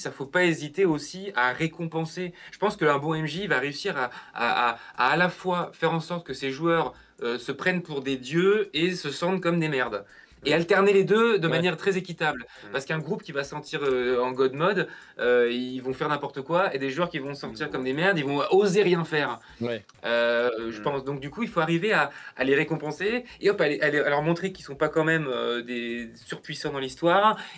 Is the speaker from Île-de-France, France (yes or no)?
no; Lyon, Auvergne-Rhône-Alpes, France; on est lyonnais, donc il y a l'Octogone à Lyon